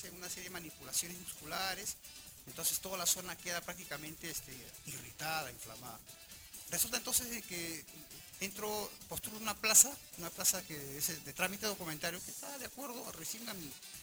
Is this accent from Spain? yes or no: no; Callao, Peru; yo soy un chalaco verdaderamente de corazón.